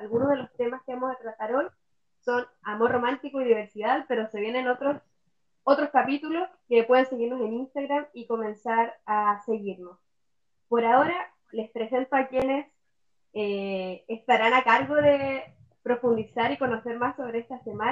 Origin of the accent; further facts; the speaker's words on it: Valparaíso, Chile; also born or lived in Punta Arenas; now in Puerto Montt, Chile; Soy nacida en Punta Arenas, buena vida en Valparaíso y ahora aquí en Puerto Montt.